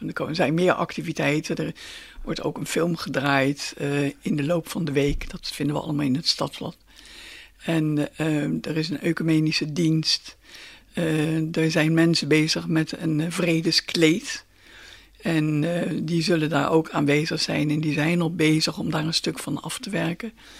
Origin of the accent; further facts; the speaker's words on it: Netherlands; Ik bedoel, wij zijn Hollanders en we zijn gewend om in regen te wandelen en te fietsen.